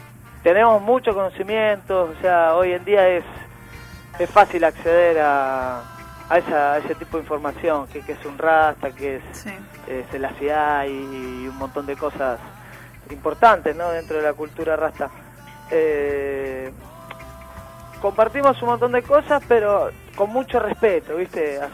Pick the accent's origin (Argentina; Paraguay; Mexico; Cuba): Argentina; Chingolo, Buenos Aires Province; yo acá nací en Chingolo y me acuerdo cuando iba a la zanja de la esquina de mi casa a cazar anguilas, ranas, de poder jugar a la pelota en la puerta de mi casa.